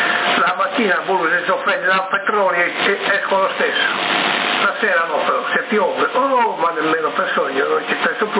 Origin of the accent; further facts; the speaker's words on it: Sassari, Sardinia, Italy; siamo noi della Sardegna, di Sassa, là, diciamo, il circondario